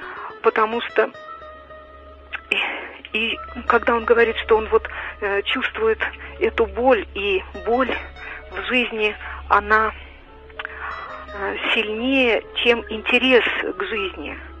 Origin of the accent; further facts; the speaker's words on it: Moscow, Russia; я много жила в деревне. Сама я москвичка, родители у меня москвичи